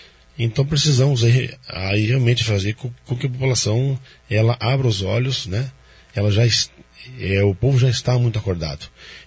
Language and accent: Portuguese; Foz do Iguaçu, Paraná, Brazil; born there; eu nasci em Foz do Iguaçu, sou de 76, né?